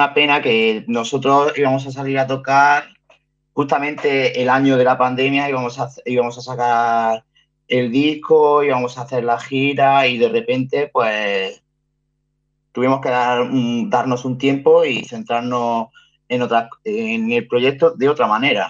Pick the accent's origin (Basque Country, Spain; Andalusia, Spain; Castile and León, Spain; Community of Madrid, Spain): Andalusia, Spain; Granada; yo soy granadino y yo subí aquí a Guipúzcoa a buscarme la vida.